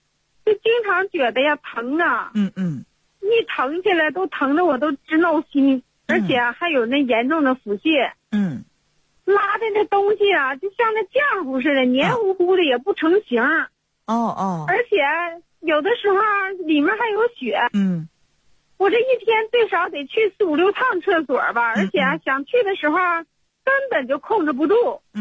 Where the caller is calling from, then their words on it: Linyi, Shandong, China; 我是临沂的。